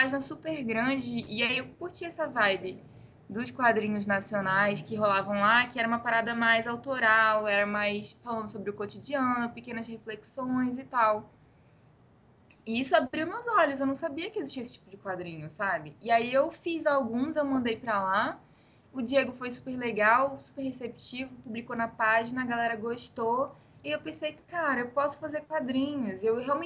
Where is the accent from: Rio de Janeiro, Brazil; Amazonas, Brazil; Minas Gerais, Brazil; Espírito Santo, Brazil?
Amazonas, Brazil; Manaus; moved away; depois que eu saí de Manaus, que é a minha cidade natal